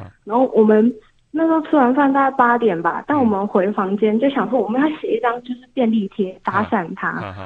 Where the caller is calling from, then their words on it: Taipei, Taiwan; 我是台北的妹。